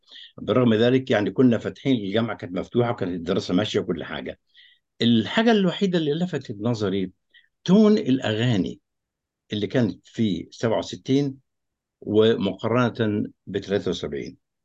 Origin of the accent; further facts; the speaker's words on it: Egypt; انا كمصري في داخل الجامعه الامريكيه